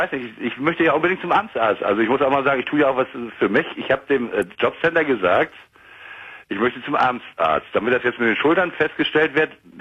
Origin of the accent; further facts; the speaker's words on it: Ahrensburg, Schleswig-Holstein, Germany; ich telefoniere mich von ziemlich weit. Also ich war noch nie in Köln, aber ich komme aus Ahrensburg bei Hamburg. Das ist Schleswig-Holstein.